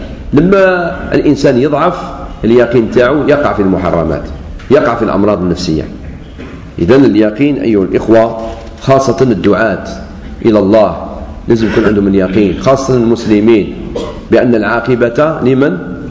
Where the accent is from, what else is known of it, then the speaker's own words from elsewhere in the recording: Algeria; كما قلت لكم قبل ما تصرف فتنة الدماء عندنا في الجزائر